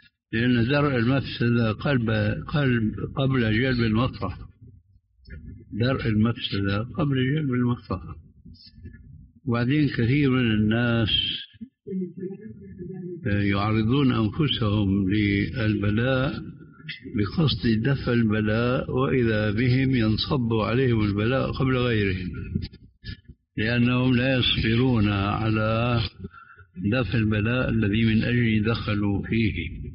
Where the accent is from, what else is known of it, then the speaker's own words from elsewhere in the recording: Syria; وإلا فكما يقولون عندنا في الشام ابعد عن الشر وغني له